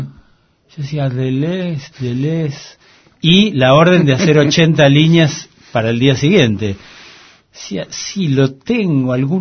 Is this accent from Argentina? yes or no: yes; Argentina; porque soy argentino y soy periodista